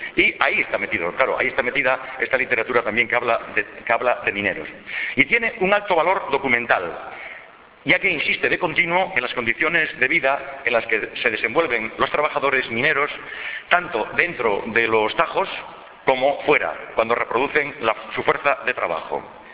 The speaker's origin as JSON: {"language": "Spanish", "town": "El Entrego", "region": "Asturias", "country": "Spain", "said": "que es que yo soy del Entrego. Y yo creo que con eso está dicho todo."}